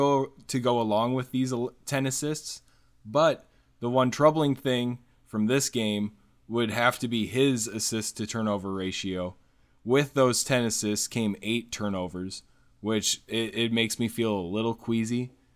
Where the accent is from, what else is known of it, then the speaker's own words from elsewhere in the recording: South Dakota, United States; I come from South Dakota, so what can I talk smack about, right?